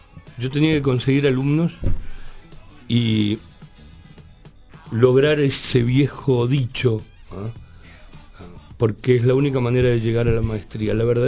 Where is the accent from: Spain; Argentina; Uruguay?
Uruguay; Colonia; de mi pueblo, de Colonia, Uruguay